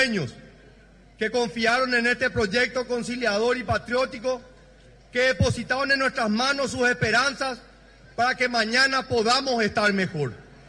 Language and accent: Spanish; Paraguay; Ante todo y sobre todo, somos paraguayos.